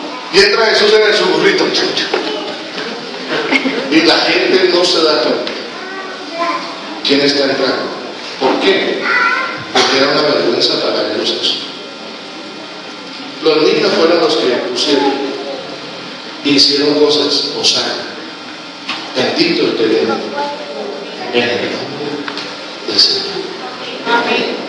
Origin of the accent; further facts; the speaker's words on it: Colombia; porque nosotros pensamos como colombianos